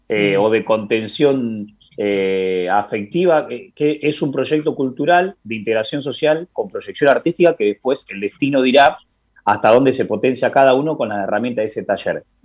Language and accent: Spanish; Dolores, Buenos Aires Province, Argentina; now in La Plata, Argentina; Pero la contracara que, por ejemplo, en mi pueblo, en Dolores, que tiene 40.000 habitantes o menos incluso